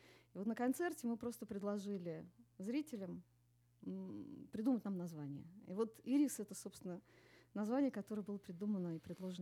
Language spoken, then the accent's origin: Russian; Saint Petersburg, Russia; Я из Санкт-Петербурга, я там и живу, и работаю.